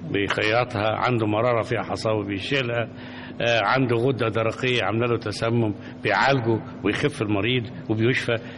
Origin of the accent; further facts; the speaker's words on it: Mit El Khouli Moemen, Dakahlia, Egypt; قريتنا اسمها ميت الخول مؤمن من احدى قرى محافظة الدقهلية.